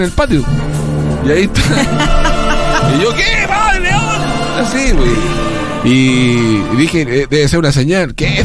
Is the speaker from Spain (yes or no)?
no; Temuco, Araucanía, Chile; Alejado del centro de Temuco.